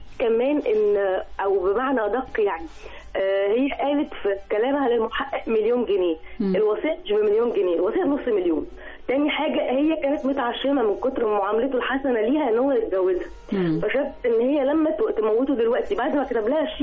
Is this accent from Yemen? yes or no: no; Egypt; واحلى دراما بوليسية في حياتنا كلنا كمصريين.